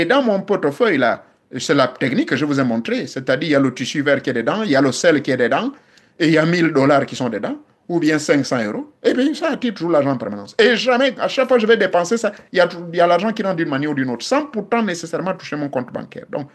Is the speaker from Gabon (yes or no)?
yes; Gabon; Ça existe même chez nous au Gabon.